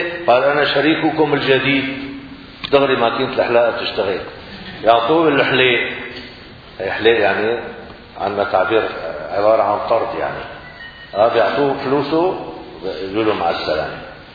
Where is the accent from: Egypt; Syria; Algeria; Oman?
Syria; نحن الآن في المدن، عندنا في سوريا في المدن الدار يقال لها بيت،